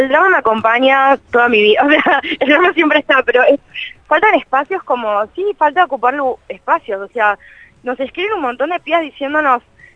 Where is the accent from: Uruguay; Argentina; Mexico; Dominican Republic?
Argentina; Buenos Aires; soy periodista, soy de Capital Federal.